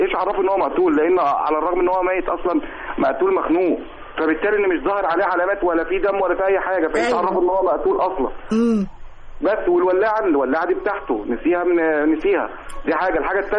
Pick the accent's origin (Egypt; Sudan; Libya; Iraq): Egypt; Qalyubia; من القليوبية